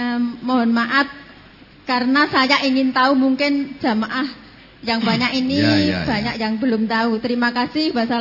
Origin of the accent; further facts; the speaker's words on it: Gunung Kidul, Special Region of Yogyakarta, Indonesia; Saya dari Gunung Kidul Binaak, napa cabang Kunang Bayat.